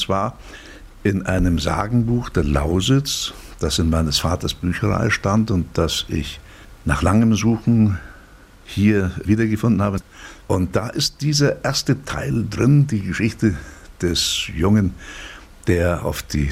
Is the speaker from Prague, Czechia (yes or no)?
no; Liberec, Liberec Region, Czechia; Ich stamme aus Reichenberg in Böhmen, an einer Stelle, wo sich schlesische, obersächsische Mundart und Überlieferung auch mit slawischen Überlieferungen treffen.